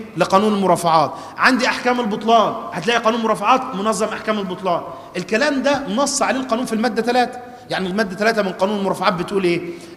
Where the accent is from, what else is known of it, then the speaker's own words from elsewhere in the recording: Egypt; المحاكم عندنا في مصر، جهات التقاضي، عندنا حاجة اسمها القضاء العادي والقضاء الإداري